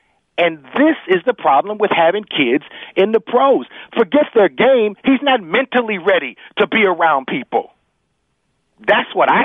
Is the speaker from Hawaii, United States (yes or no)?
no; Cleveland, Ohio, United States; I'm from Cleveland, and for me, that's a sign that you know who I am.